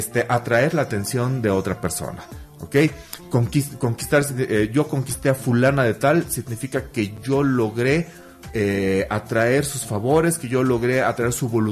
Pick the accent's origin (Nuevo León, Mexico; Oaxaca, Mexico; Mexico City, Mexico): Mexico City, Mexico; No, yo soy chilango como por cuarta generación.